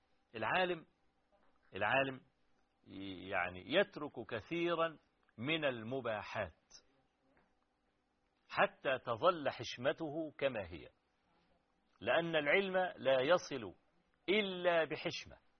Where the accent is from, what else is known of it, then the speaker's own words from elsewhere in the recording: Kafr El Sheikh, Kafr El Sheikh Governorate, Egypt; عندنا في كفر الشيخ يعني